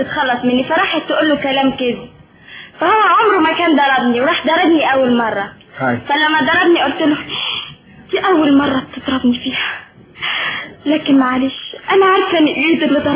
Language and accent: Arabic; Egypt; born there; طبعا، ما دام مولوده في مصر وماما وبابا كلهم مولودين في مصر يبقى مصر